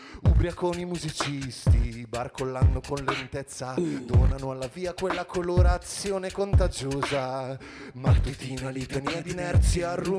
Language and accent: Italian; Bologna, Emilia-Romagna, Italy; Vi invitiamo tutti il 18 giugno a Bologna, noi veniamo da Bologna